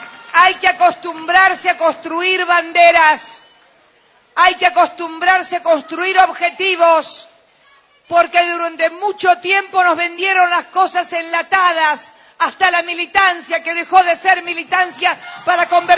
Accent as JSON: {"language": "Spanish", "country": "Argentina", "said": "Me llenó de un orgullo como Argentina"}